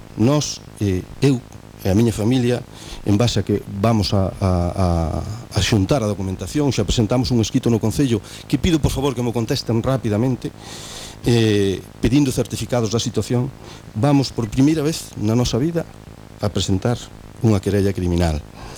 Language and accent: Galician; Arzúa, Galicia, Spain; Nos, sencillamente, somos unha familia que somos de Viñós, da Arzúa, de toda a vida